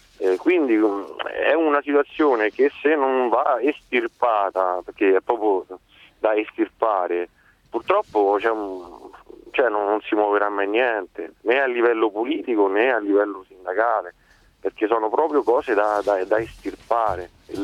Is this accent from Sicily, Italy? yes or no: no; Rome, Lazio, Italy; now in Brescia, Italy; Io lavoro nel nord, a Brescia, e vedo comunque sia le fabbriche, sono 10 anni che sto a Brescia, sono di Roma